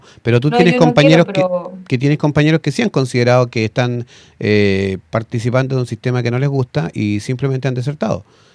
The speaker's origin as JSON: {"language": "Spanish", "country": "Chile", "said": "nosotros podemos reunirnos como identidad chilena, porque efectivamente tenemos cosas que nos identifican, con las cuales nacemos muchas veces"}